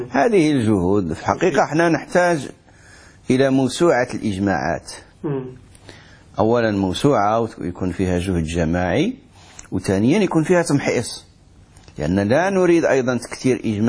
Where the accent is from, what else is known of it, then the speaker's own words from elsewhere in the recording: Morocco; احنا عندنا في المغرب مثل يقول حلال حرام